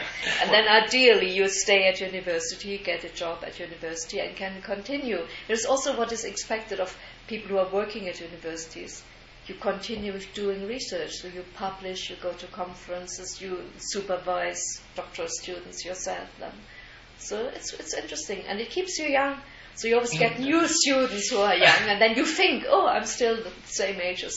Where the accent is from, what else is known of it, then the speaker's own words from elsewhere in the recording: Germany; English is a second language; But I grew up in East Germany, and East Germany, everybody at school had to learn Russian, which was obligatory as the first language.